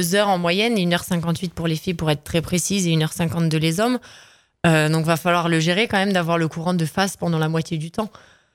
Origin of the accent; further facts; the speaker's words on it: France; France, on a quand même, ça fait partie de notre culture de quand même mettre en avant le négatif